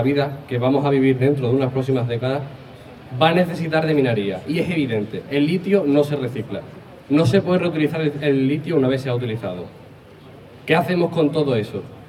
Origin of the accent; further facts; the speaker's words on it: Extremadura, Spain; decir que yo también soy extremeño